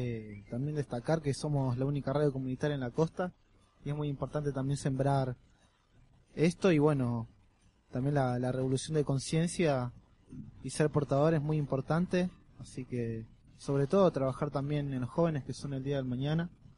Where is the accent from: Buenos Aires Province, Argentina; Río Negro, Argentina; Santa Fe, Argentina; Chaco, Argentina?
Buenos Aires Province, Argentina; Santa Teresita; de Santa Teresita Beach y desde